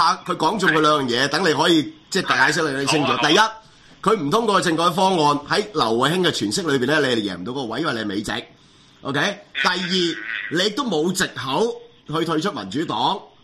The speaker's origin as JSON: {"language": "Cantonese", "country": "Hong Kong", "said": "其實都係刮緊我哋香港人一巴噶嘛。"}